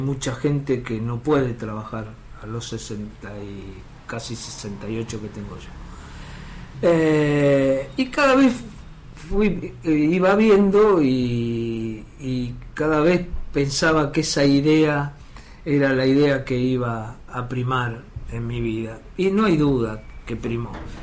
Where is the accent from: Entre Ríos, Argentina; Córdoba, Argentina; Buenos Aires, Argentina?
Buenos Aires, Argentina; Yo vengo de un barrio, vengo del barrio de Nueva Pompeya, en donde cuando era chico la gente se jubilaba temprano